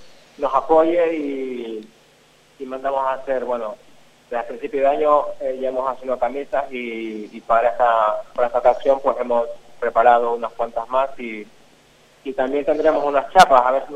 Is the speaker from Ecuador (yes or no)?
yes; Ecuador; also born or lived in Madrid; Yo soy de Ecuador, que anteriormente viví en Madrid 12 años